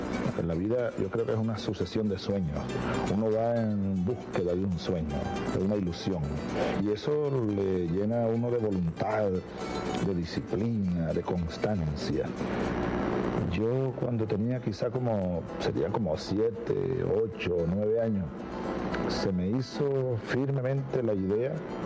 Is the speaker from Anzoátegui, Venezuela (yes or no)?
no; Sabaneta, Barinas, Venezuela; me gustaba pintar las casas de palma en la calle larga de tierra de mi pueblo